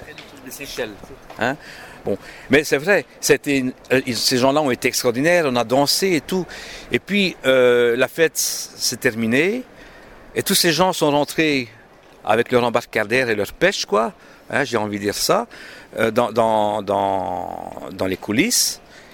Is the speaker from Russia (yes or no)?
no; Charleroi, Wallonia, Belgium; moi je suis de Charleroi, bon, le wallon, j'adore le wallon, je continue à parler le wallon